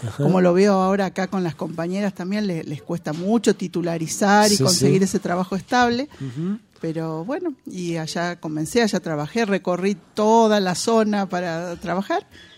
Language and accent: Spanish; El Trébol, Santa Fe, Argentina; born there; Sí, soy santafesina, bueno, nací allá.